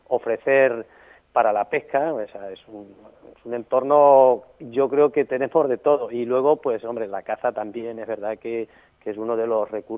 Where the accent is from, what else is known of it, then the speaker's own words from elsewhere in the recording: Anchuras, Castilla-La Mancha, Spain; Hombre, yo creo que mi pueblo lo más bonito que tiene son, sin duda, y lo mejor son sus gentes